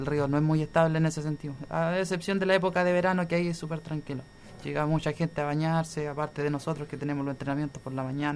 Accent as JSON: {"language": "Spanish", "town": "San Javier", "region": "Maule", "country": "Chile", "tie": "born or raised there", "said": "yo por lo menos principalmente nací en San Javier, la ciudad cercana a Talca. He vivido ahí durante mis 25 años de vida, al igual que mi familia"}